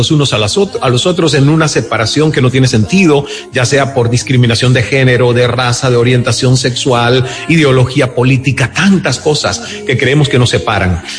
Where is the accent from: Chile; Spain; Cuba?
Cuba; moved away as an adult; yo salí de Cuba a los 29 años con esa sed de haber conocido el mundo